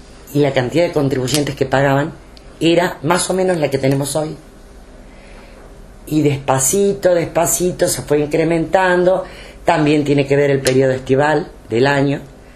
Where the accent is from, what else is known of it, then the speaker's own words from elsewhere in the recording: Argentina; lo que yo creo es que primero somos argentinos.